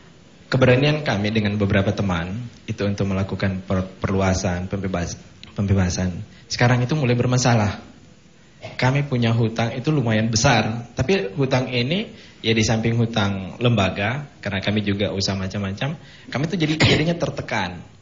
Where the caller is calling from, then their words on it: Ambon, Maluku, Indonesia; Saya dari Ambon ingin menanyakan dan ingin meminta beberapa penjelasan.